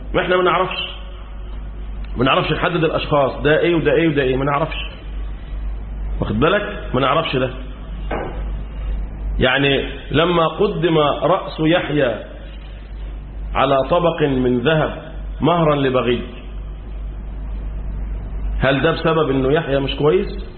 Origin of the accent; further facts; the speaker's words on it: Egypt; وده اللي حصل عندنا في مصر